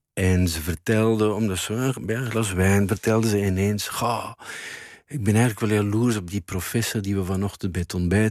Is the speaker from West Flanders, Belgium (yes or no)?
yes; Bruges, West Flanders, Belgium; Als ik langs ging in Brugge, waar ik ben opgegroeid en waar zij woonde